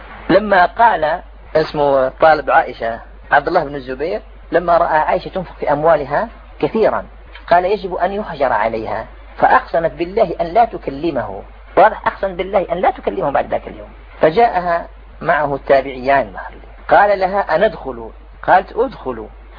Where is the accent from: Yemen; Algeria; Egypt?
Algeria; كان فيها أنا جزائري